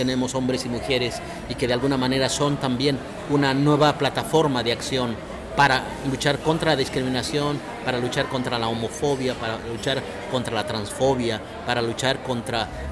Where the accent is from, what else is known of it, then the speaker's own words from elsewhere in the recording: Bolivia; soy boliviano